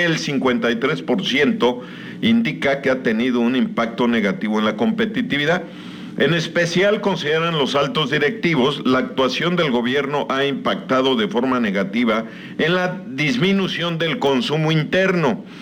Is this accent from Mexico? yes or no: yes; Yucatán, Mexico; qué fortuna somos los yucatecos